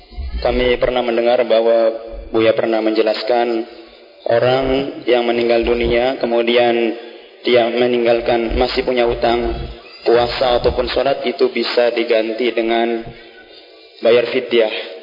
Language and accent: Indonesian; Astana Japura, West Java, Indonesia; Saya dari Astana Japura aslinya, punya mertua ataupun istri orang Talun, adatnya seperti itu sama.